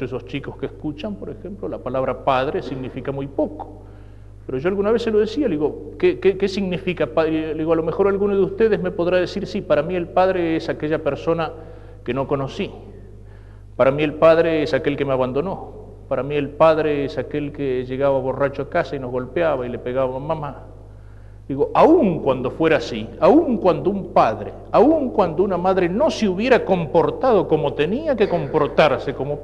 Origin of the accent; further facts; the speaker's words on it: Argentina; Pero yo no podría dejar de pensar y de sentir como un argentino. No lo puedo cambiar.